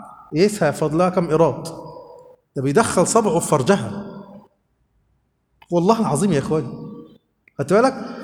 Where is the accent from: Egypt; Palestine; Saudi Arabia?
Egypt; احنا عايزين يبقى عندنا في مصر كده